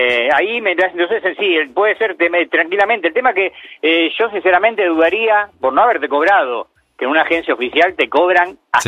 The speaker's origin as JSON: {"language": "Spanish", "town": "Lanús", "region": "Buenos Aires Province", "country": "Argentina", "said": "Perfecto, yo soy de Lanús."}